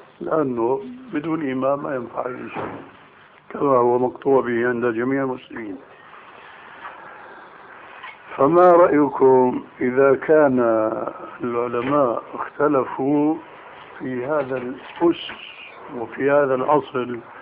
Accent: Syria; أما جماهير الناس كما يقولون عندنا في سوريا هات إيدك وامشي

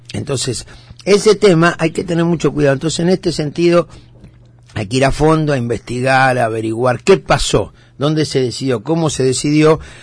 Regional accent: Lanús, Buenos Aires Province, Argentina; yo que vengo desde Lanús

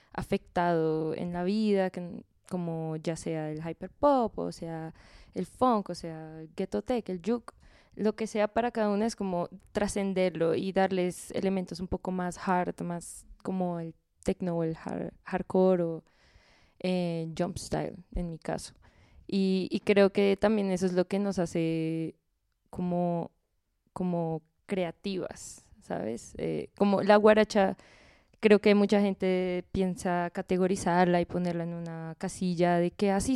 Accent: Bogotá, Colombia; también como bogotanas, como de esta escena

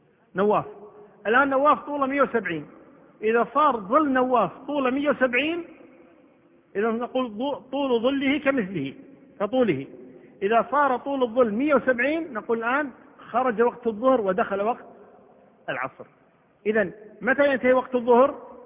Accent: Kuwait; عندنا في الكويت ما تصير الشمس عمودية، دائما تجي على كتر

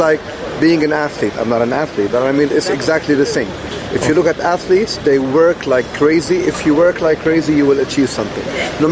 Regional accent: Beirut, Beirut Governorate, Lebanon; I come from a very poor country. It's called Lebanon.

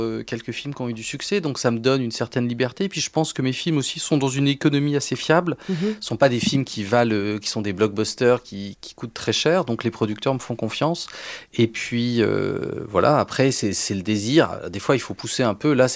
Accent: France; Et moi, j'ai voulu répondre un peu à son film en tant que français

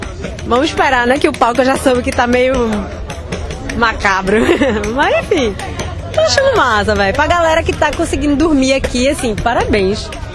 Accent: Janga, Pernambuco, Brazil; A minha avó mora aqui no Amparo, eu sou do Janga, tá ligado?

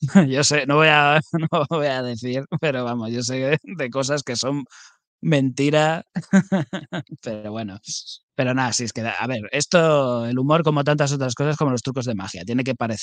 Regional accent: Spain; como buen español

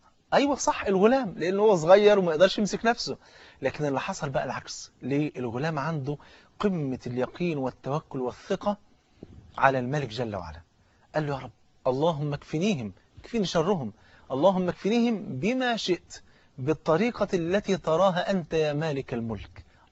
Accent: Egypt; احنا ممكن نكون بعد ساعتين يكون الافطار عندنا في مصر هنا

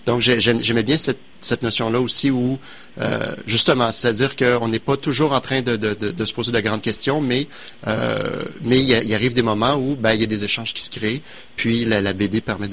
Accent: Quebec City, Quebec, Canada; Moi, je suis de Québec.

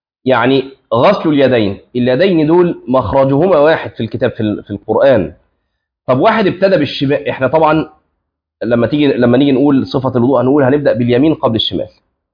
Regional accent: Egypt; اللي احنا بنسميه الكعب عندنا في مصر اسمه في اللغه عقب

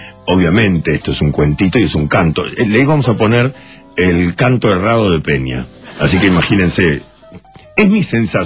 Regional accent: Uruguay; now in Argentina; mucha gente me dice, sos uruguayo, ¿por qué no te volvés a tu país? No pienso volverme a mi país, y además, mi padre era argentino

